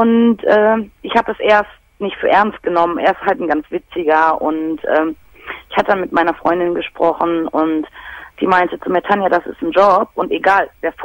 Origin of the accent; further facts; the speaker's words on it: Dortmund, North Rhine-Westphalia, Germany; born there; ich bin gebürtige Dortmunderin